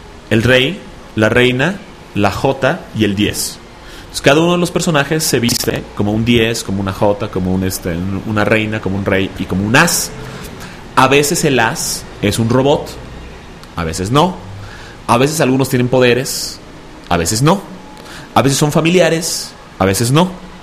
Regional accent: Mérida, Yucatán, Mexico; nos escuchan desde Mérida, Yucatán. Mi tierra.

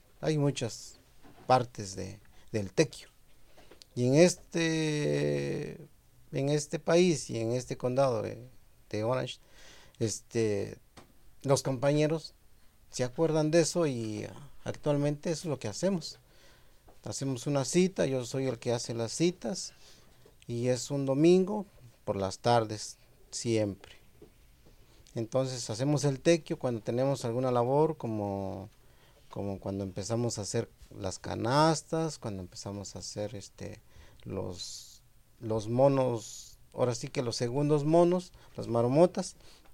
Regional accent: Asunción Nochixtlán, Oaxaca, Mexico; now in United States; soy originario de Asunción, Nochixtlán, Oaxaca.

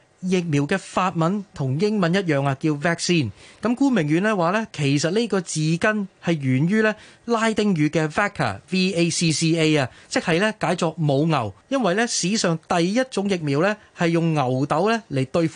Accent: Hong Kong; 主角咧系我哋香港人俗称嘅法国领事

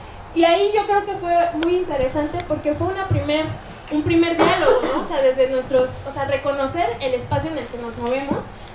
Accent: Ecatepec, State of Mexico, Mexico; Nosotras somos del Estado de México, ¿no? Y eso es como muy importante porque justo, si bien nosotras nos empezamos a organizar acá en el Distrito Federal, pues empezamos a reconocer de dónde veníamos, ¿no? O sea, muchas de nosotras, yo por ejemplo, vengo de Catepec.

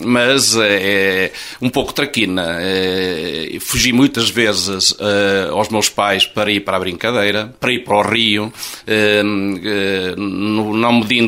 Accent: Caldas de São Paulo, Coimbra, Portugal; born there; Eu nasci em Caldas de São Paulo, em casa.

